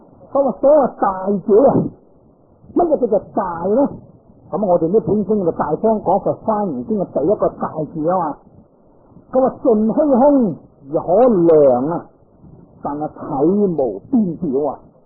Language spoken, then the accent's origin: Cantonese; China; 我哋中国人都系属于矮仔之一类所涉噶啦